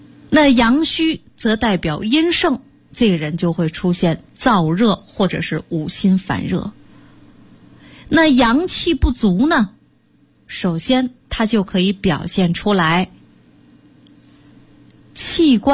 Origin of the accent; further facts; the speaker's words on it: China; 就像我们中国人拿这个筷子，大家吃饭都拿这筷子，是不是？